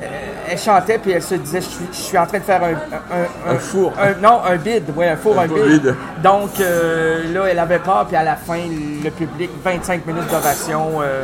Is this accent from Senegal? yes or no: no; Quebec, Canada; Chez nous, au Québec, c'est très, très humide.